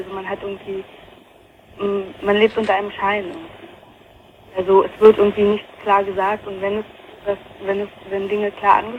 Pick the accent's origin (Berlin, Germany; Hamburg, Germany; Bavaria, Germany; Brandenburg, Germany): Brandenburg, Germany; Potsdam; ich komme eigentlich eben aus Potsdam und bin nach Nordrhein-Westfalen und ja, da habe ich dann noch halt ein halbes Jahr ungefähr noch weiter da gewohnt.